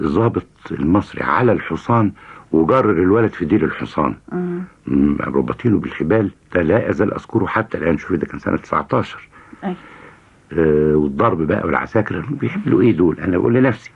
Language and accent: Arabic; Shubra, Cairo Governorate, Egypt; نشأت في شبرا.